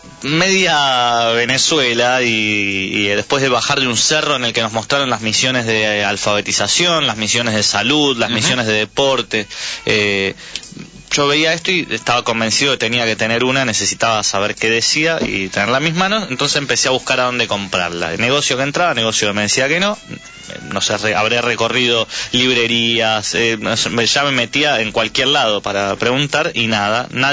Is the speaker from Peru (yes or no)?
no; Argentina; yo soy de Argentina, sí, o sea, un país que está ahí